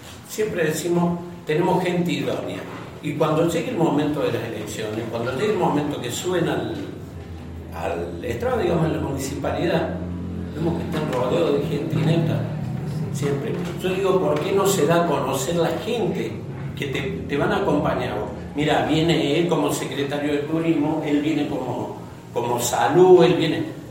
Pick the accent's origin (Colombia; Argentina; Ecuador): Argentina; Capilla del Monte, Córdoba; born there; Soy nacido en Capilla del Monte. Tengo 60 años.